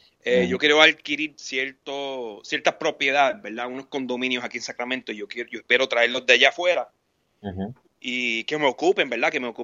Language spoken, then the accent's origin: Spanish; Puerto Rico; moved away; desde que salí de Puerto Rico, pues yo quería proveer un servicio a mi gente